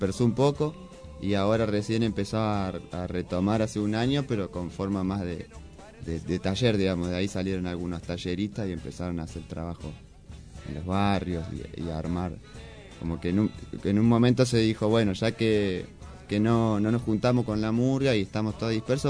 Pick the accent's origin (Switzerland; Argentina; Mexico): Argentina; Buenos Aires; born there; now in Moreno, Argentina; Soy nacido en Buenos Aires.